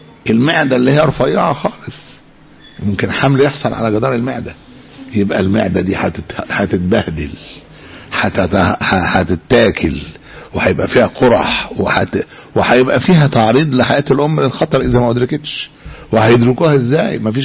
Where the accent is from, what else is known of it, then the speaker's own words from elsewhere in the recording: Egypt; احنا عندنا في مصر لوحدها بيولدوا كل 6 ثواني